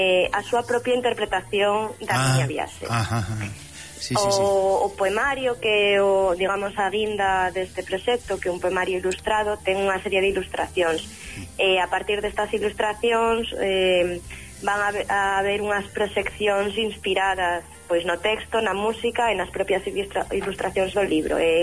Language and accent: Galician; Vigo, Galicia, Spain; also born or lived in Barcelona; eu son de Vigo, natural de Vigo, pero bueno, a miña vida foi por varios derroteiros. De feito, vivín en Barcelona.